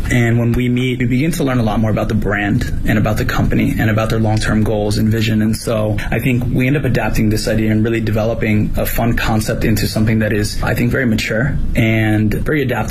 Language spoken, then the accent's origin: English; United States; now in Beijing, China; I'm from the United States.